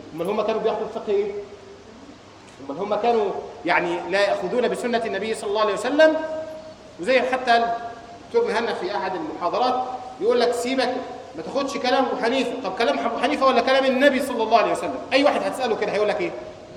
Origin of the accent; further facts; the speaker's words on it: Egypt; ودخل الى بلادنا مصر